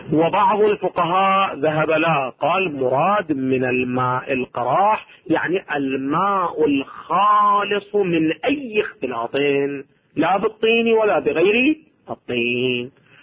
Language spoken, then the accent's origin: Arabic; Iraq; أو ما يسمى عندنا في العراق بشجرة النبض